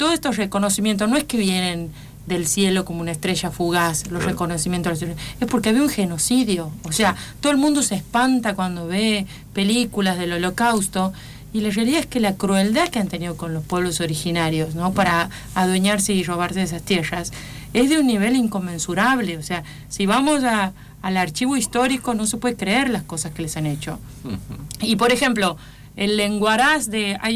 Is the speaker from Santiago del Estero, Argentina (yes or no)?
yes; Santiago del Estero, Argentina; porque soy Santiago del Estero